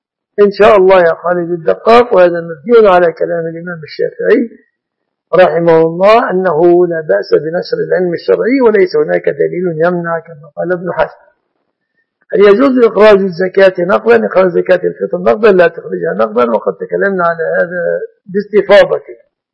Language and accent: Arabic; Egypt; أسأل الله سبحانه وتعالى أن يحفظ بلادنا مصر وسائر بلاد المسلمين من كل مكروه ومن كل سوء